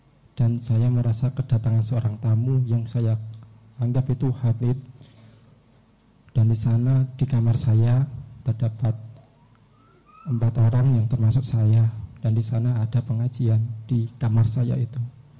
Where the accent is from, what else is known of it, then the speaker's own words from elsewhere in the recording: Rembang, Central Java, Indonesia; now in Gonilan, Indonesia; Saya asli dari Rembang. Sekarang saya kuliah di UMS. Berdomisili di Gonilan.